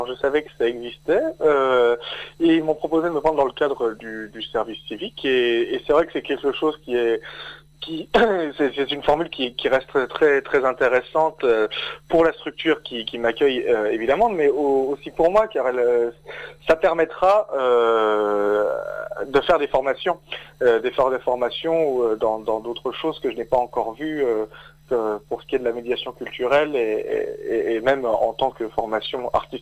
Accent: Épinal, Grand Est, France; also born or lived in Mirecourt; je suis originaire des Vosges à la base, oui, de la plaine. Je suis né à Épinal à la base, et j'ai fait mes études après. Enfin, j'ai fait mon lycée à Mirecourt, déjà en option théâtre, et après, seulement après, j'ai rejoint Nancy, oui.

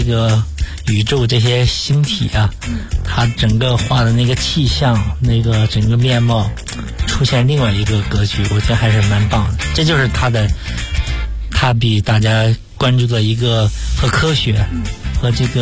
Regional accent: northern China, China; 然后作为一个北方人呢

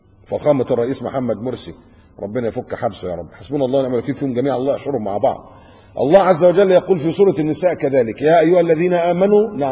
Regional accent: Egypt; now in Qatar; لكن للأسف عندنا في مصر تلاقي إيه، كل محافظة وكل بلد عاملة لها واحد.

